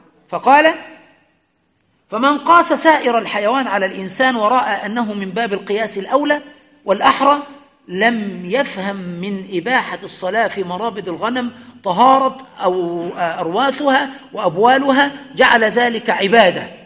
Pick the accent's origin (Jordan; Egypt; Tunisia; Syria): Egypt; لأن التقعيد عندنا في مصر